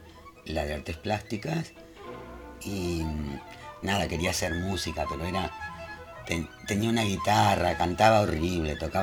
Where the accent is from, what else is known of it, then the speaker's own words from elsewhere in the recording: Tres Arroyos, Buenos Aires Province, Argentina; En provincia de Buenos Aires, en Tres Arroyos. Pero mi infancia la pasé en el campo, que es linda.